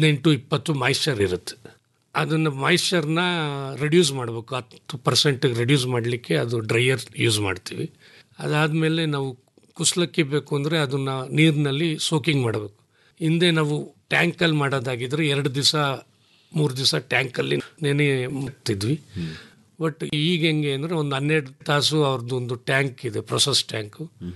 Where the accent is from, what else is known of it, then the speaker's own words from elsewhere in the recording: K R Nagar, Karnataka, India; ನಾವು K R ನಗರದವರು.